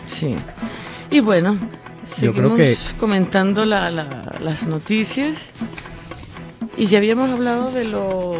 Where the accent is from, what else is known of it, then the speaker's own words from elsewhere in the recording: Caracas, Capital District, Venezuela; born there; Sí, yo nací en Caracas.